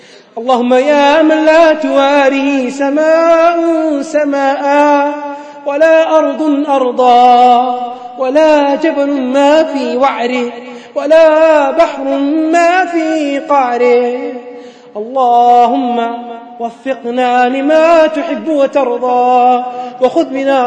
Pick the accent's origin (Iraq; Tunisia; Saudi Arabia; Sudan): Sudan; Khartoum; عندنا في الخرطوم واحد من المشايخ